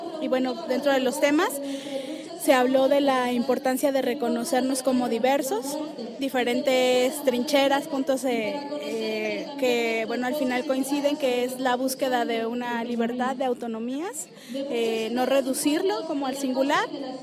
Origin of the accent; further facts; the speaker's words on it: Puebla, Mexico; vengo de la Mixteca Poblana